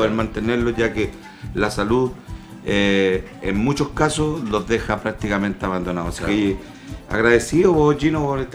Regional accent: Chile; es lo que nosotros queremos como chilenos, también salga el sol

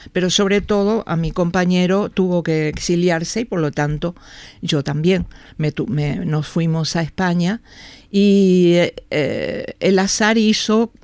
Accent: Montevideo, Uruguay; yo soy del Prado, vivía con mis padres y un hermano en la calle, Camino Castro se llamaba, Castro y Millán, o sea, casi enfrente de lo que se llegó a llamar el Prado Chico.

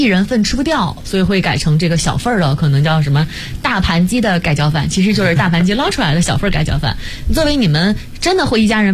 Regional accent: Northeast China, China; 我作为一个东北人啊

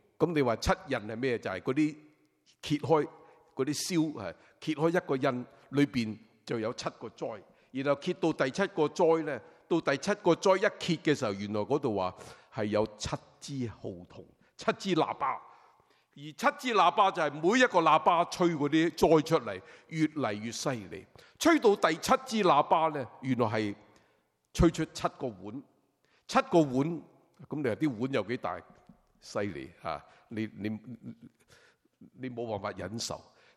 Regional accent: China; 我们中国人明白，年晚煎堆越炸怎么样？

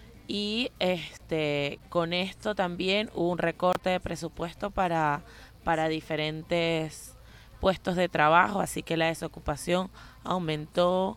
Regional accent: Venezuela; now in Buenos Aires, Argentina; soy venezolana y estoy residenciada, vivo en Argentina, en Buenos Aires.

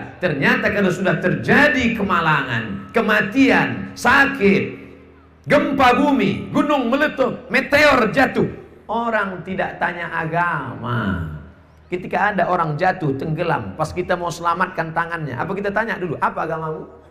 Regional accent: Riau, Indonesia; Bahkan di kampung halaman saya sendiri, Provinsi Riau, hanya yang saya masuki 12 kabupaten.

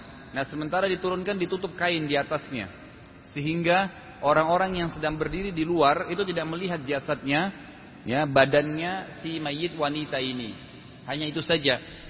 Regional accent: Makassar, South Sulawesi, Indonesia; terutama di daerah Sulawesi Selatan, karena saya dari Makassar, saya lihat dengan mata kepala itu

